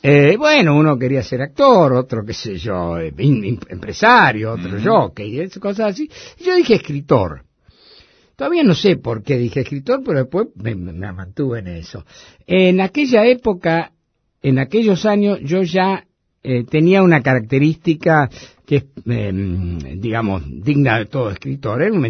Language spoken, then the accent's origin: Spanish; Buenos Aires, Argentina; born there; yo nací en La Boca. En un conventillo de La Boca, en Gavotti Durance, todavía está.